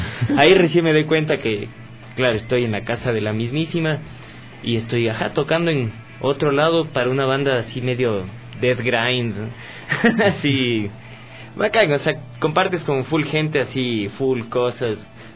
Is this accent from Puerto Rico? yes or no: no; Ecuador; Como que nos veían regando cerveza, así como que, como típico ecuatoriano.